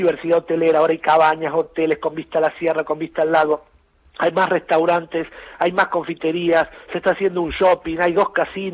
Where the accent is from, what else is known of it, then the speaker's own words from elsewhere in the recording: Buenos Aires, Argentina; born there; now in Villa Carlos Paz, Argentina; yo nací en Capital Federal, pero me vine a vivir a Carlos Paz en el 99, hace 15 casi, uh-huh. perdón, 16.